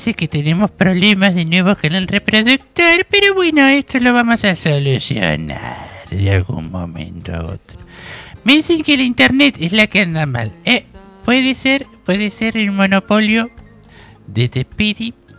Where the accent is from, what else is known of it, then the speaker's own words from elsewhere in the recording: Bellavista, Buenos Aires Province, Argentina; also born or lived in San Miguel; Yo era de San Miguel, más soy de Bellavista